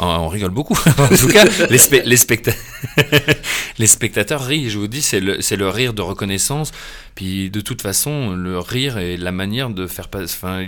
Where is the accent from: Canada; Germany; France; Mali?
Germany; moi qui n'ai pas vécu, j'ai grandi en Allemagne